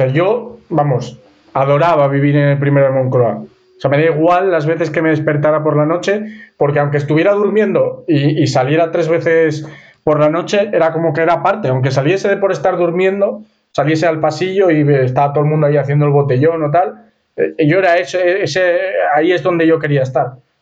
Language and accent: Spanish; Canary Islands, Spain; Como buen canario, sí señor, manteniendo el estereotipo.